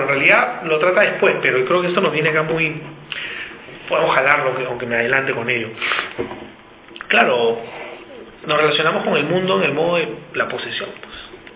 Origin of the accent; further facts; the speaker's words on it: Peru; Yo vengo de Perú, ahí tenemos un tema con el capital extractivo